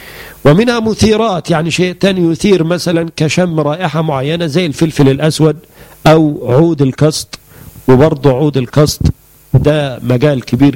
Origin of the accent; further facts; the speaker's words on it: Egypt; وهو اللي احنا بنسميه عندنا في مصر الحلفبر.